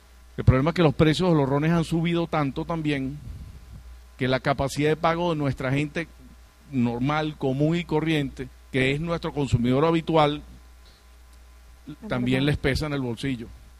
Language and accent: Spanish; Venezuela; Me siento muy, pero muy feliz como venezolano de esta iniciativa